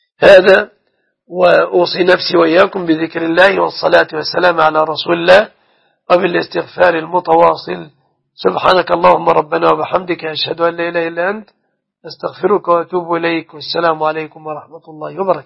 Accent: Egypt; أن يحفظ بلادنا مصر دائما وأبدا

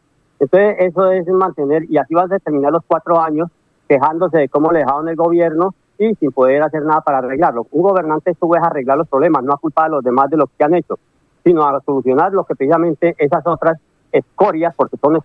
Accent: Colombia

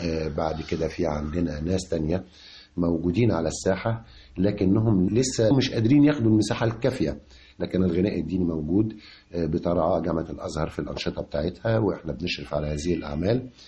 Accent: Egypt; هي الجذور هي أصل الشجرة الحقيقية عندنا في مصر

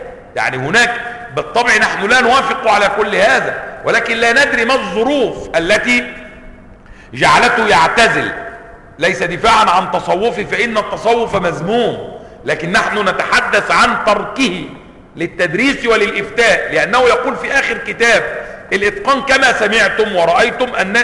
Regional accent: Cairo, Cairo Governorate, Egypt; القرافة عندنا في القاهرة

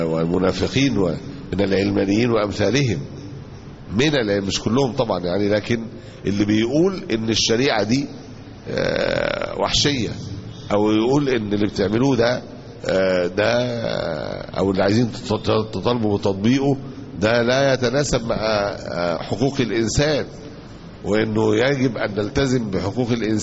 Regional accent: Egypt; عندنا في مصر هنا ممكن يكون طبعا في بلاد تانية ما يعرفوش

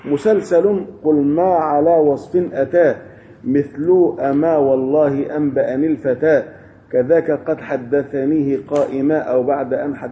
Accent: Faiyum, Faiyum Governorate, Egypt; عندنا في الفيوم

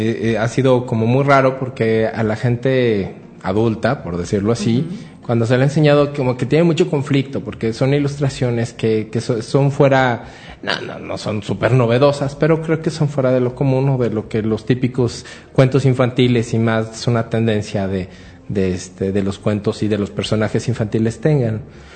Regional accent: Mexico; Pues sí, pues soy mexicano, ¿no?

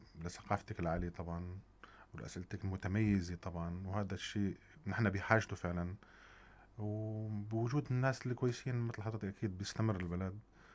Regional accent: Syria; طبعا رسالتي انا كفنان سوري

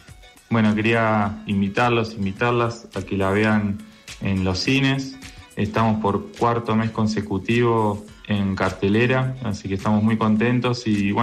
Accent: Argentina; que nos interpela como argentinos, argentinas

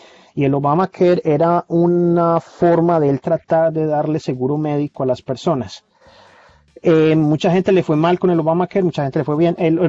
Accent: Colombia; now in United States; yo ahora tengo documentos y soy doble ciudadano, soy colombiano y estadounidense, pero viví 14 años como indocumentado.

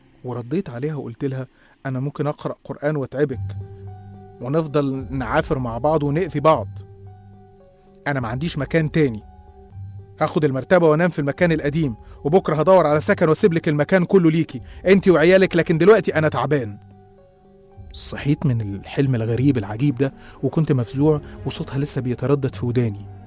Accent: Qena Governorate, Egypt; إحنا أصلا من الصعيد من محافظة قنا

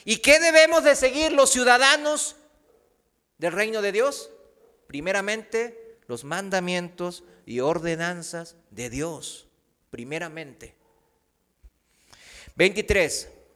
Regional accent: South Korea; Spanish is a second language; now in Mexico; Aquí en México, yo, aunque sea coreano, pues yo me siento mexicano

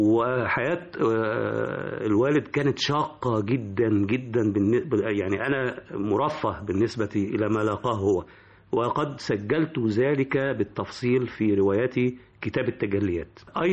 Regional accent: Cairo, Cairo Governorate, Egypt; also born or lived in Upper Egypt; نشأت في الجمالية، فأنا صعيدي المولد قاهري النشأة.

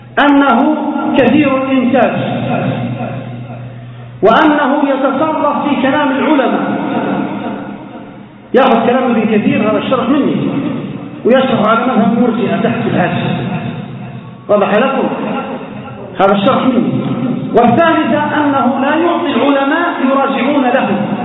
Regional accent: Libya; لجماعة الإسلامية المقاتلة عندنا في ليبيا

